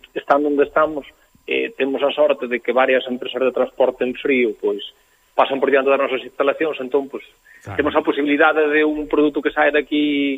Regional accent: Galicia, Spain; E nós somos galegos, pero somos españoles tamén.

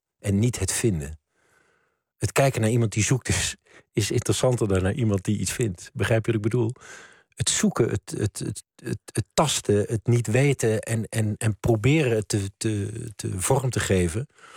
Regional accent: Maastricht, Limburg, Netherlands; ik kwam ook uit Maastricht.

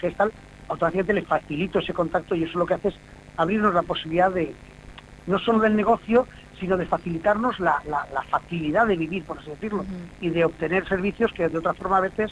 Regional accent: Elche, Valencian Community, Spain; Yo soy de Elche, vivo en Elche, nací en Alicante

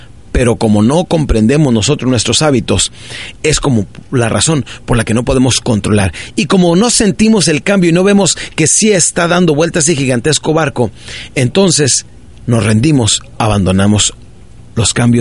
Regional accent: Ciudad Juárez, Chihuahua, Mexico; also born or lived in Parral; yo crecí en Ciudad Juárez, Chihuahua, nací en un pueblito de Chihuahua que se llama Parral, Chihuahua, y crecí de los 7 años en adelante. Cuando mi padre nos abandonó, mi madre se cambió a Ciudad Juárez y de ahí empezamos a vivir

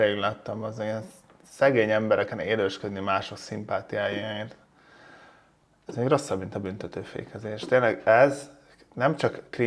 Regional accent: Hungary; Mondjuk vidéken köszönök, mert kisfaluban lakunk 1000 ember, és hát nem lakok ott, de hogy onnan származom, de Budapesten.

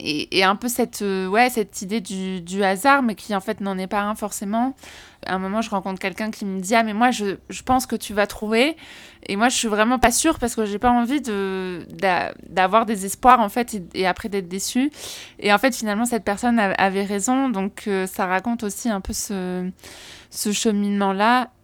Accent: France; il faudrait que je le fasse chez moi, en France

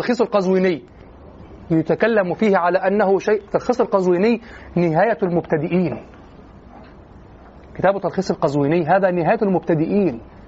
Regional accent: Egypt; عندنا في مصر بدعة الدرس الأسبوعي

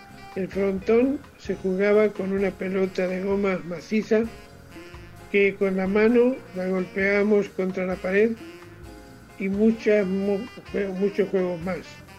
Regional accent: Cervera del Llano, Castilla-La Mancha, Spain; moved away; En mi pueblito de España, Cervera del Llano, jugábamos a la bolita como hacen aquí los chicos.

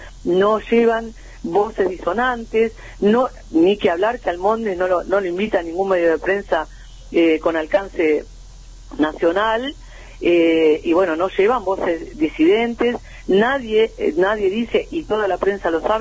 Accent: Uruguay; nosotros, como pueblo uruguayo, como trabajadores

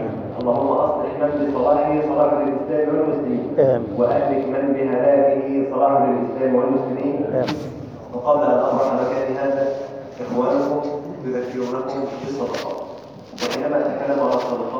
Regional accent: Egypt; اللهم اجعل بلدنا مصر امنا امانا سلما سلاما

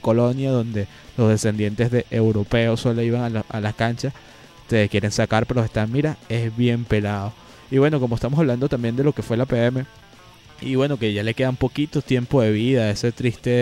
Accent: Venezuela; Nosotros como venezolanos necesitamos

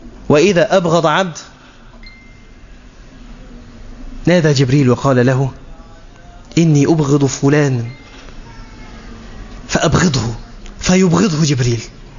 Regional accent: Egypt; مش ممكن بالذات حتى عندنا في مصر الأمر مبالغ فيه

